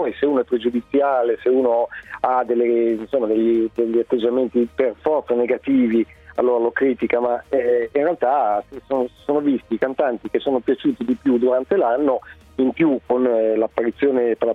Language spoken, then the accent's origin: Italian; Alessandria, Piedmont, Italy; Allora, io, mio padre, sono di Alessandria appunto